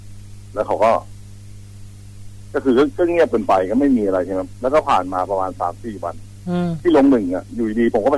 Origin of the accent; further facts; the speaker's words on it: Sing Buri, Thailand; ผมก็เป็นคนสิงห์บุรีครับ